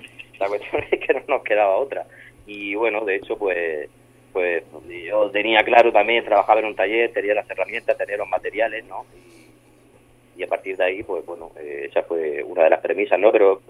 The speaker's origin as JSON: {"language": "Spanish", "town": "Murcia", "region": "Region of Murcia", "country": "Spain", "said": "somos un dúo de Murcia"}